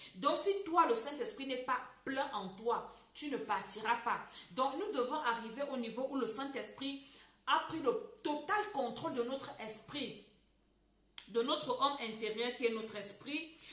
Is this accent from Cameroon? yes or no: yes; Cameroon; Parce que ça t'annonce les couleurs, comme on dit chez nous au Cameroun.